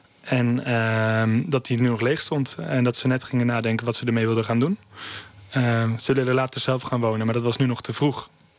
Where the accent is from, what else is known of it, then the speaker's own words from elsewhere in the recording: Kampen, Overijssel, Netherlands; En ik kom zelf uit Kampen, ook een kleine stad.